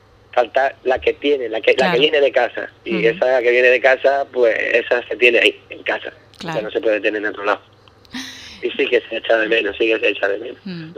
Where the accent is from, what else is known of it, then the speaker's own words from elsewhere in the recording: Ubrique, Andalusia, Spain; now in Scotland, United Kingdom; yo verdaderamente confío y amo a mi pueblo más que nada, porque aquí en Escocia ya Ubrique lo conoce muchísima gente